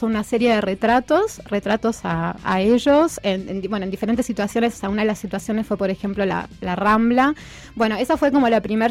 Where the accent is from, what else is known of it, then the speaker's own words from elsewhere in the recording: Buenos Aires, Argentina; also born or lived in France; mis viejos son argentinos, o sea, vivieron 14 años en Francia. Bueno, después cuando volví cuando tenía 6 años a Buenos Aires, viví casi toda mi vida en Buenos Aires. Ahora hace casi 10 años que ya vivo acá